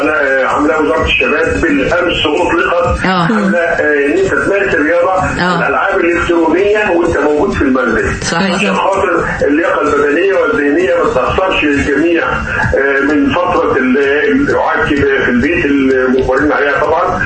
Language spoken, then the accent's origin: Arabic; Egypt; احنا عندنا في مصر الحالة شغالة كويس جدا